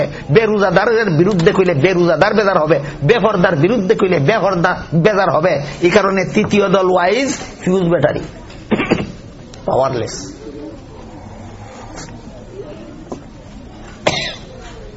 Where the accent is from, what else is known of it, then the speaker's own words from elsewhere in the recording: Sylhet Division, Bangladesh; আমরা সিলেটি বাসা খুব তুকাইয়া খাইলাই তো